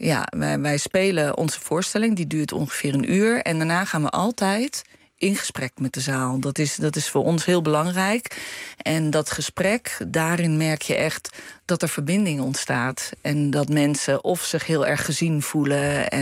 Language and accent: Dutch; Breda, North Brabant, Netherlands; Wij komen uit Breda en toen hadden we zoiets, we willen iedereen de kans geven om een keer te komen.